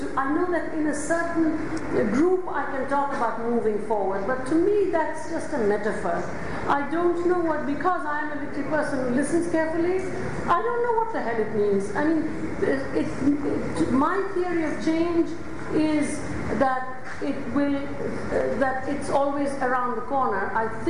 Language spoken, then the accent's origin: English; India; And I come back to the Indian example, not because I'm Indian, because to an extent, you know, I don't live there. I mean, I'm constantly there, but it's because of the language thing, I have some involvement.